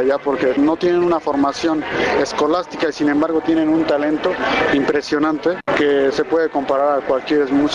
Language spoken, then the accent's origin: Spanish; Santa Catarina del Monte, State of Mexico, Mexico; born there; Nací en un pueblo en Santa Catarina del Monte. Y allá la gente se dedica a la música por excelencia desde muchos años.